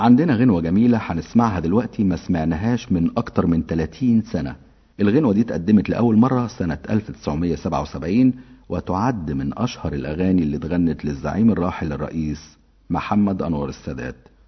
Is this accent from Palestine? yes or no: no; Egypt; طبعا احنا كمصريين